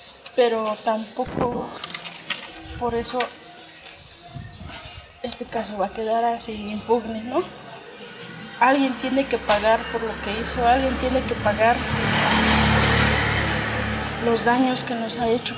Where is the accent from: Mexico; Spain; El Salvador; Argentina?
Mexico; lo tiene de nosotros como mexicanos